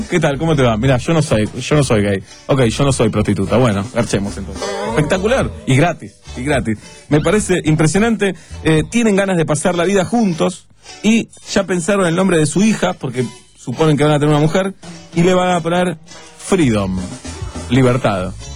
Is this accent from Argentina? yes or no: yes; Argentina; Aclaro si hay algún compañero de la primaria escuchando que soy argentino y que nací en esta querida república.